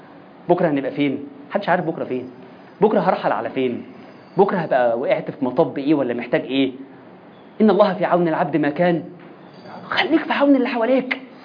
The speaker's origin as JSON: {"language": "Arabic", "country": "Egypt", "said": "إحنا مصريين في الحتة دي،"}